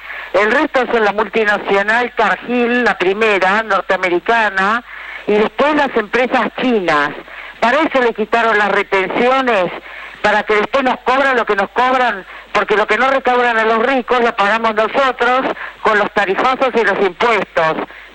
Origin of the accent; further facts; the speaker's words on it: Buenos Aires, Argentina; soy de Palermo.